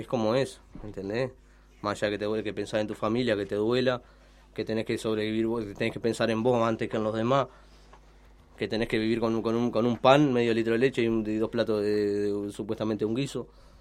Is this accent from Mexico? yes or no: no; San José, Uruguay; Yo soy de San José